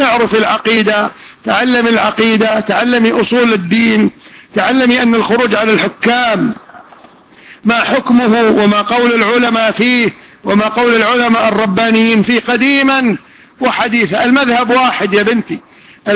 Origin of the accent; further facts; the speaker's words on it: Kuwait; حتى عندنا في الكويت